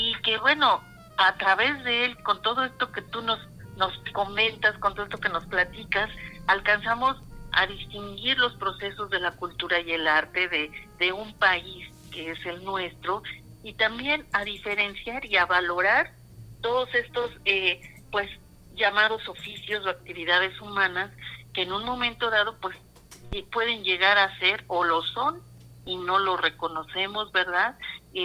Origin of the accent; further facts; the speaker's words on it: Mexico; ese colorido que nos distingue como mexicanos